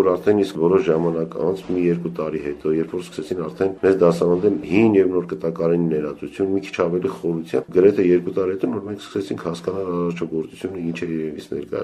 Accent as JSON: {"language": "Armenian", "town": "Sevan", "region": "Gegharkunik", "country": "Armenia", "tie": "born there", "said": "ես ծնունդով Սևանից եմ, եւ գործում էր որպես ընդհանուր թանգարան"}